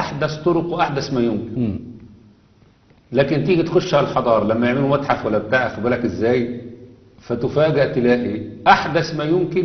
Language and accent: Arabic; Egypt; انما عندنا في مصر، لا، في مصر امر غريب جدا جدا جدا